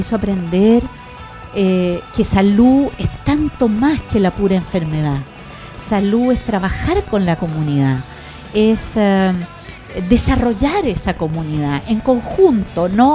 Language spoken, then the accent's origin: Spanish; Osorno, Los Lagos, Chile; born there; also born or lived in Corral / Santiago; yo nací en Osorno, entonces he vivido una parte importante de mi vida en el campo. Viví, como le contaba, en Corral, pero también he vivido en Santiago